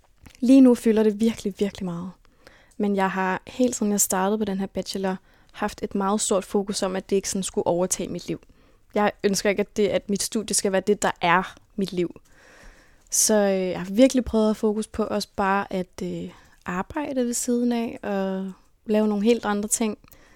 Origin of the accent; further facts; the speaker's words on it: Copenhagen, Capital Region of Denmark, Denmark; jeg er vokset op på Amager. Født og opvokset på Amager. Og der boede jeg indtil jeg var 12-13 år, hvor mine forældre solgte vores hus.